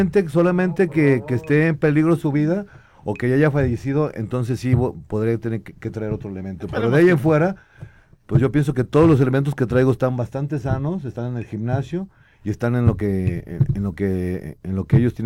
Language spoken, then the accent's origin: Spanish; Guadalajara, Jalisco, Mexico; yo soy de Guadalajara, sí. Jalisco, y entonces a mí me interesa mucho mi gente de aquí.